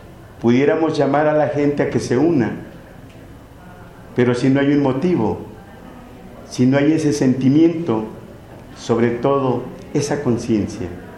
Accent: Atenco, State of Mexico, Mexico; yo soy de Atenco

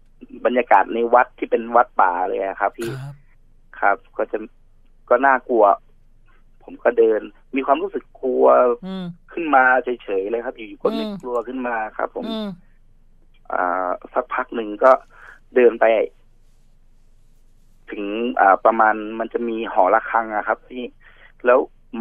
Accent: Chumphon, Thailand; ปกติผมอยู่ชุมพรแล้วผมก็ขึ้นมาเที่ยวกรุงเทพช่วงปีใหม่เนี่ยครับ

